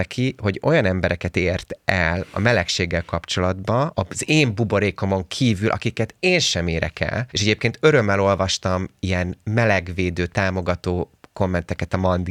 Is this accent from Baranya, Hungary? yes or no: yes; Pécs, Baranya, Hungary; mert én pécsi vagyok egyébként. Én pécsi vagyok, nekem ott élnek a szüleim, meg mit tudom én, mindenki.